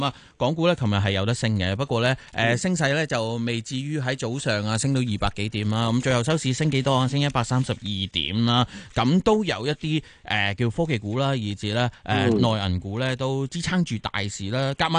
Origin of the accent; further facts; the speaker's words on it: Hong Kong; 因为你香港我哋成长，我哋就土生土长，